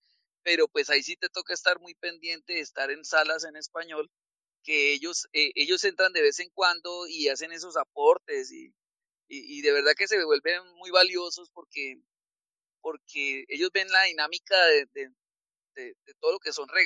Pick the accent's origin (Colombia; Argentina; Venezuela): Colombia; soy de Colombia, trabajo como director en una empresa automotriz